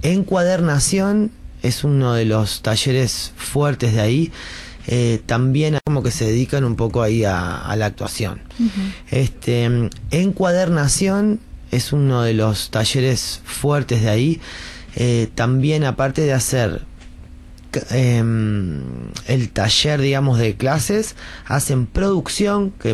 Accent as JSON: {"language": "Spanish", "country": "Denmark", "lives_now": "Uruguay", "said": "Yo porque soy danés, ¿viste?"}